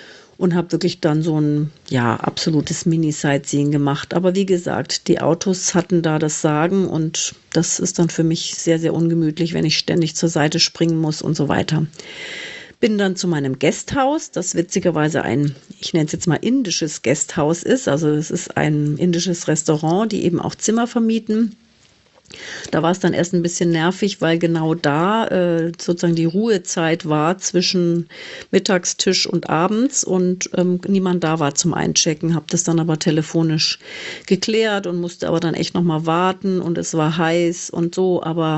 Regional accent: Gröbenzell, Bavaria, Germany; da ich bin nämlich jetzt schon in Gröbenzell und radel jetzt so quer durch meine Heimat.

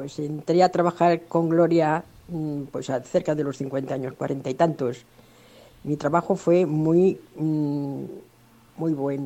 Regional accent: Madrid, Community of Madrid, Spain; Yo también soy madrileña, pero nunca, no me han gustado esas cosas nunca, la verdad.

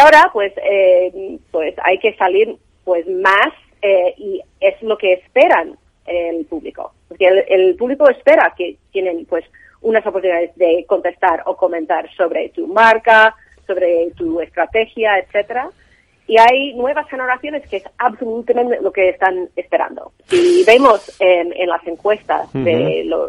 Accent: United States; now in Europe; Porque yo, uh-huh. obviamente, soy americana y tenemos otro modelo ahí

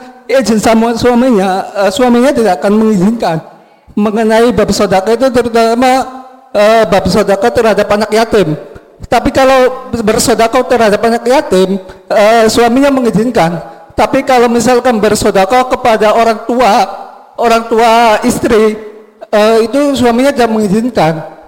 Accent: Pleret, Special Region of Yogyakarta, Indonesia; Asli saya dari Pleret, Buya.

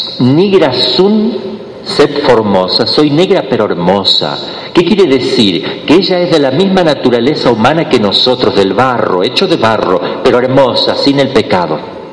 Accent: Mexico; Yo digo nos representaba, yo también soy mexicano.

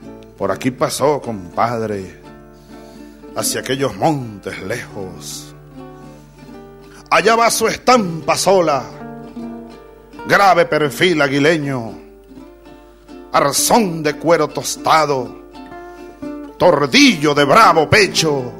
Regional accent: Los Llanos, Venezuela; Hay un poema que escribió un poeta de mi pueblo, del Llano de Venezuela.

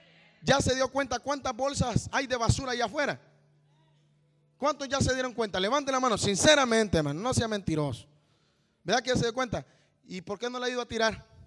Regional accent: Honduras; Yo soy hondureño. Con eso le estoy diciendo, no soy salvadoreño, no soy mexicano.

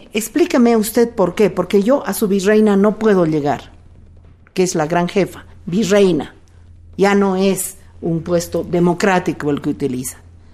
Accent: Bolivia; Yo diría... como ciudadana boliviana, que la aduana es el aparato de destrucción de la producción boliviana.

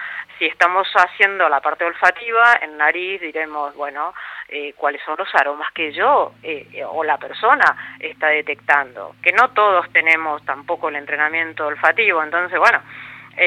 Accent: Argentina; now in Spain; como compatriota, como argentina, estar hablando de vinos en España

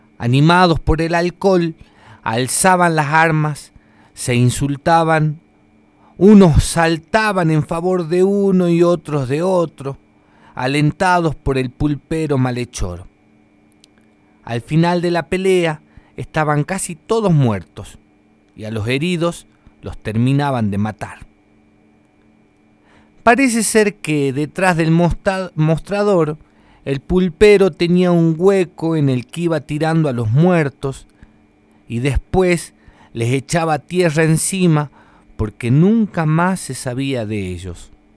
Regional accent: Jujuy, Argentina; Esta es otra historia también antigua de la zona de la quebrada de donde vengo. En aquellos tiempos solía aparecer una pulpería misteriosa, una carpa a la orilla de los caminos de la quebrada de Humahuaca

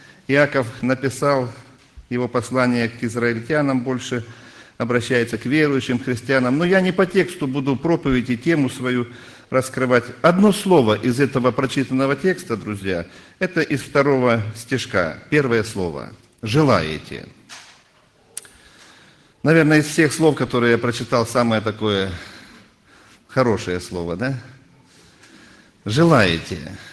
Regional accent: Belorechensk, Krasnodar Krai, Russia; я тоже из Белореченска … пресвитер церкви.

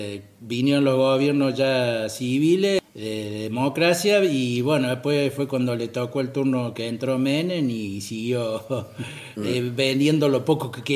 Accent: Cosquín, Córdoba, Argentina; yo soy nativo de Cosquín, nacido en ese pueblo, sigo viviendo en Cosquín

